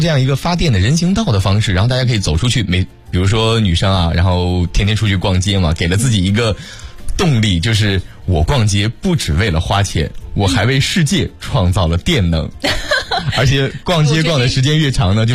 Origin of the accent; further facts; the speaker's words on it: China; 我们中国人啊一般不会戴个绿色的帽子